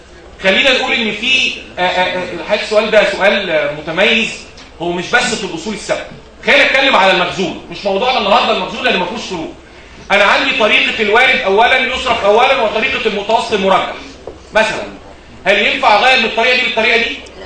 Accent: Egypt; بس عندنا في مصر قيود وهنا مفيش اي قيود على الموضوع ده

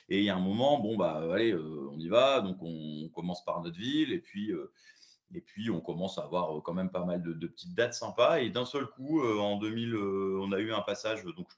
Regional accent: Amiens, Hauts-de-France, France; nous, on est d'Amiens, donc du nord de la France, hein, ce qui est un peu l'opposé de Toulouse.

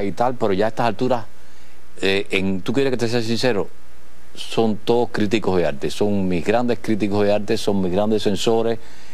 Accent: Holguín, Cuba; also born or lived in Santiago de Cuba; Nací en Santiago de Cuba. Me crié en Holguín.

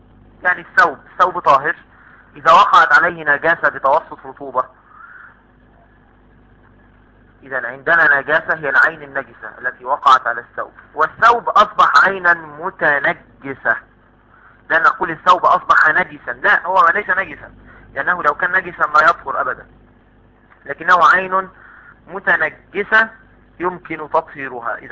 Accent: Egypt; طب انا من اهل مصر ما اعرفش البوزاق ده.

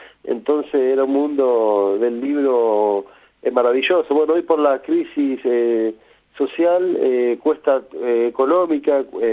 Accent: Buenos Aires, Argentina; Somos del barrio de Boedo, en Buenos Aires

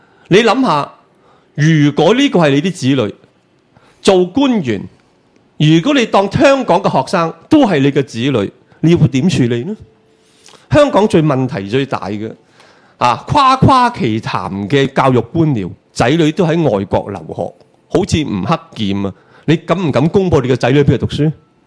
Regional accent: China; 即係好等於我哋大陸人成日話美國人做 show

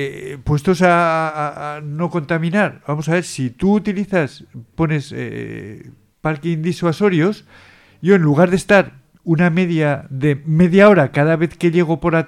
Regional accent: Peñarroya, Andalusia, Spain; Bien, voy a mi pueblo, 150 kilómetros, Peñarroya.

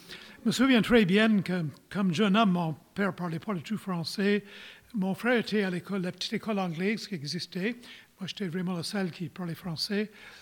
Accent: Halifax, Nova Scotia, Canada; also born or lived in Toronto; Voyez-vous, je suis né à Toronto, mais à l'âge de 7 mois, j'avais déjà beaucoup de discernement et j'ai décidé d'aménager à Halifax, de quitter Toronto.

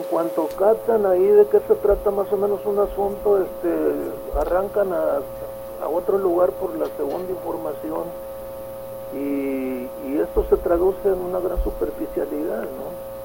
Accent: Cajeme, Sonora, Mexico; born there; yo soy nacido en Cajeme

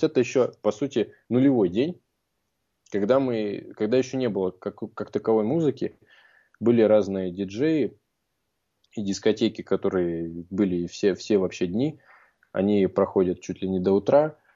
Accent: Russia; И спросив, узнав о том, что мы из России

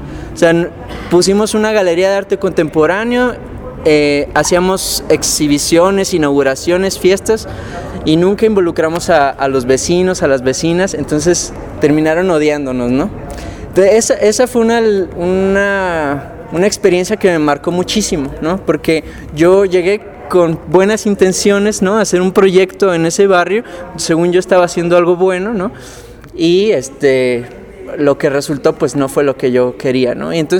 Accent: Toluca, State of Mexico, Mexico; also born or lived in Irapuato; now in Guadalajara, Mexico; Soy de Irapuato, Guanajuato, crecí en el Estado de México, en Toluca, y ya tengo como 13, 14 años viviendo en Guadalajara. Yo llegué a Guadalajara a estudiar mercadotecnia

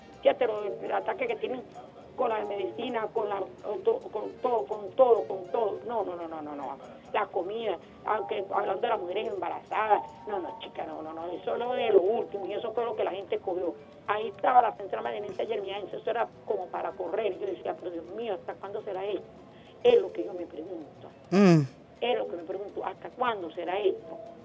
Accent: Venezuela; que yo que soy venezolana no lo bailo.

